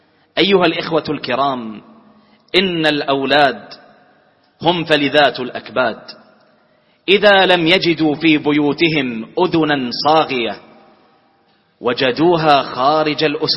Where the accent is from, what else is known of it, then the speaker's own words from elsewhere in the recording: Bahrain; واجعل بلدنا البحرين آمنة مطمئنة